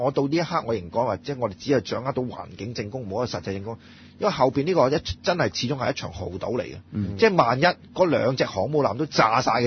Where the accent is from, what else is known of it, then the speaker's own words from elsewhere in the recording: China; 嗱，作為中國人咧